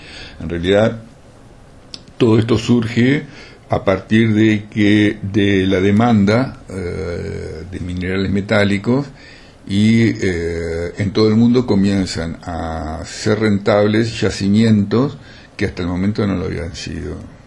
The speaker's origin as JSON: {"language": "Spanish", "town": "Colonia del Sacramento", "region": "Colonia", "country": "Uruguay", "said": "realidad soy químico, no montevideano, soy de la ciudad de Colonia."}